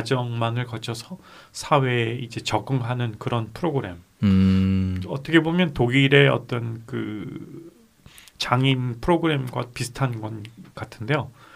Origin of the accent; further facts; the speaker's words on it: South Korea; moved away as an adult; now in New Zealand; 저도 이제 한국에서 대학원까지 다니고 뭐 공부를 직접 거기에서 자라면서 커가면서 해왔기 때문에 그리고 이제 그곳에서 입학 시험을 치르고 이제 전부 자라왔던 세대이기 때문에